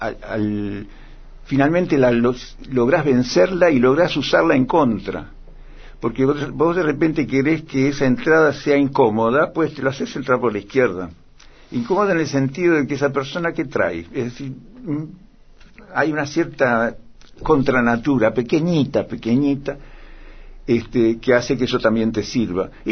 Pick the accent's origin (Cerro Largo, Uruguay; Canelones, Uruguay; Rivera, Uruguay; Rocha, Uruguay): Cerro Largo, Uruguay; Melo; also born or lived in Montevideo; una tía mía que era directora de una escuela en Melo, mi ciudad natal, y yo estaba en Montevideo para que me cuidaran mejor ahí.